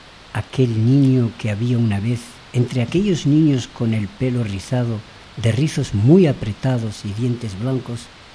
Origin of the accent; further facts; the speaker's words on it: Western Sahara; como saharaui, para mí